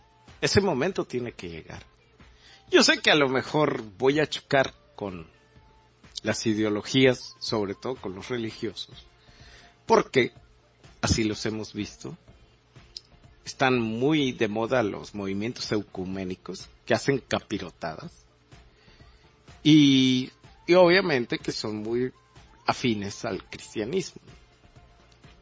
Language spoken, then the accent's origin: Spanish; Mexico; Me atrevería a decir que sería interesante que hiciéramos un referendo como mexicanos